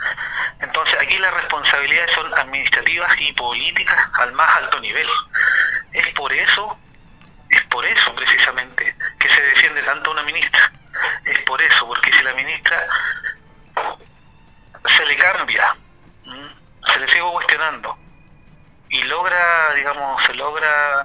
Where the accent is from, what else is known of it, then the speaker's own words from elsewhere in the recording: Chile; los problemas que tenemos como chilenos